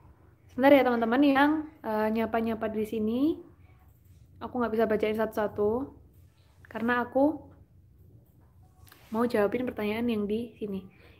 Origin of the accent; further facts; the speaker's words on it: Java, Indonesia; accent: Javanese medok; iya, emang aku orang Jawa, jadinya medok banget